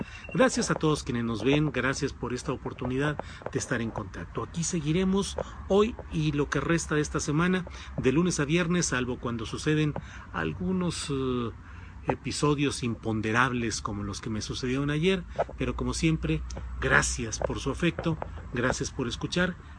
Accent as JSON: {"language": "Spanish", "town": "Torreón", "region": "Coahuila", "country": "Mexico", "said": "me acordé que yo soy coahuilense, que nací en Torreón, Coahuila"}